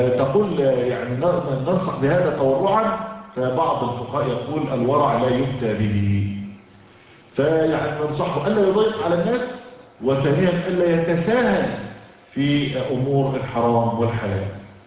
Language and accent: Arabic; Egypt; يعني عندنا في مصر مثلا على سبيل المثال